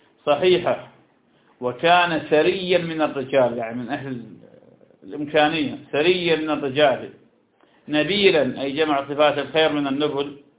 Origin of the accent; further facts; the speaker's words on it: Iraq; تكار عندنا في العراق